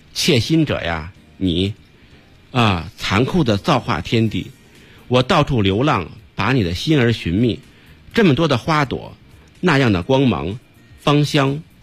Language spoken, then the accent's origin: Chinese; Beijing, China; 我小时候没去过法源寺，它在南城嘛。我小时候在这个朝外住